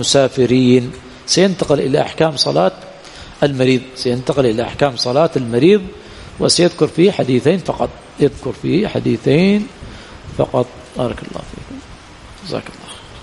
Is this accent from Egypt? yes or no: no; Yemen; أما جمع التخزين، عندنا في اليمن جمع التخزين